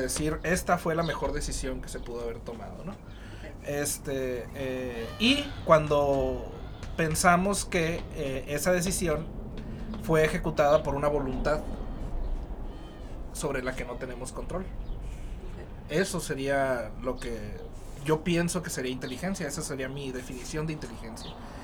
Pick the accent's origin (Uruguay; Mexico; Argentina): Mexico; Caborca, Sonora; now in Hermosillo, Mexico; Y soy de Caborca, vivo aquí en Hermosillo hace rato ya